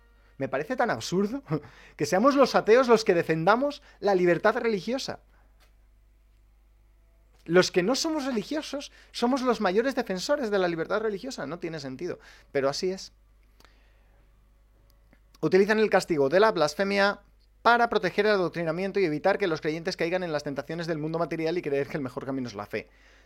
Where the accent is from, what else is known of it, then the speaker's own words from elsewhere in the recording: Spain; Soy español y me adscribo a ese artículo de la libertad de expresión.